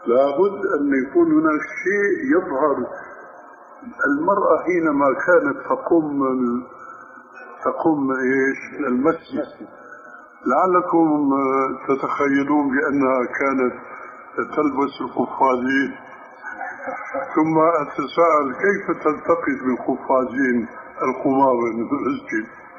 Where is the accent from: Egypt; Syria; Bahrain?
Syria; وبيقولوا عندنا في الشام عبارة مأخوذة من حديث صحيح كتلة الشد بيرخي